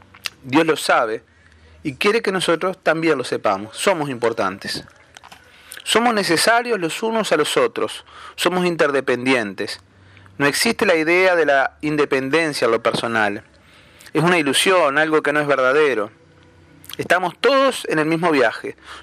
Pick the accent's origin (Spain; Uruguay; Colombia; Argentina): Uruguay; En mi país, Uruguay, por ejemplo, hay grandes extensiones de tierra que se pierden en el horizonte.